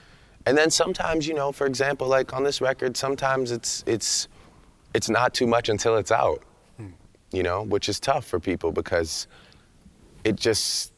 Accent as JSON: {"language": "English", "town": "Toronto", "region": "Ontario", "country": "Canada", "said": "because you know, I'm from Toronto. I'm from a place where it's a true mosaic."}